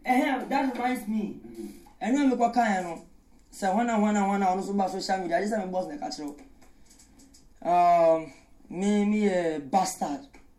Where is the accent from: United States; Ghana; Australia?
Ghana; I don't know anything about it, and I'm a Ghanaian.